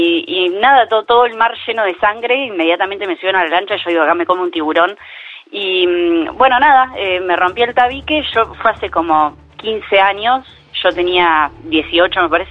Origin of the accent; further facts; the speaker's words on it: Necochea, Buenos Aires Province, Argentina; Sí, yo soy de Necochea, como el anterior que llamó.